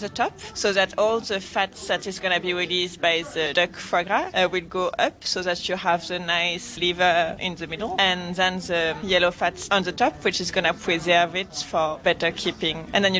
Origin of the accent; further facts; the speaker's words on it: Toulouse, Occitania, France; I'm from Toulouse, so this city is very famous for everything about the duck, and of course duck foie gras.